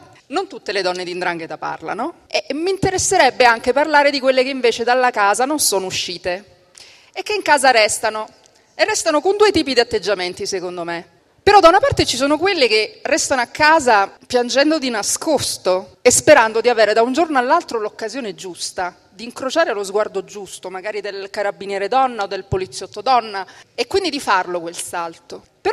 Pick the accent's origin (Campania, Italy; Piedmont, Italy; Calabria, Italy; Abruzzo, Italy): Calabria, Italy; Detto questo, da calabrese io ritengo inaccettabile che donne calabresi, e non importa che cognome portino, vivono in determinate condizioni.